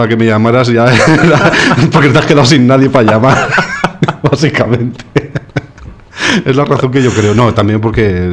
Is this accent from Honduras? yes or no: no; Móstoles, Community of Madrid, Spain; soy un chavalito de Móstoles, así enrollado